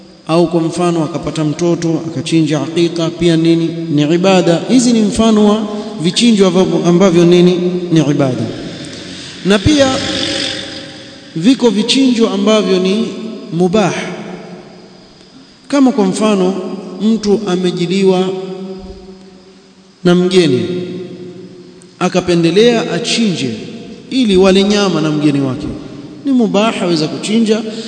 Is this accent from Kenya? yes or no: yes; Mombasa, Mombasa County, Kenya; kuna bwana mmoja kule kwetu kule Mombasa